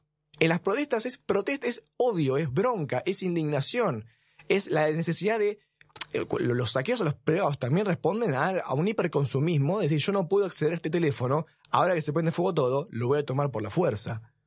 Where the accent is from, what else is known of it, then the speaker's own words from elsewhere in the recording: Argentina; descendiente de inmigrantes, somos todos argentinos